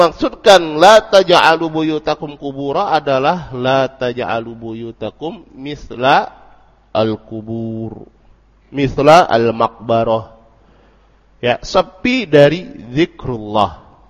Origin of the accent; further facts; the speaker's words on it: Sungai Penuh, Jambi, Indonesia; contohnya di kampung saya di Sungai Penuhana itu.